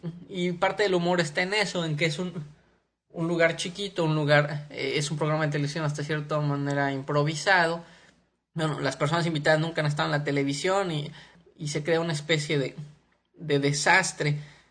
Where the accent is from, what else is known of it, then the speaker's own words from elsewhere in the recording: Morelia, Michoacán, Mexico; Yo soy de Morelia, Michoacán, en México, y aunque Morelia no es una ciudad chiquita, digamos a principios de los 80s, sí era una ciudad todavía más pequeña.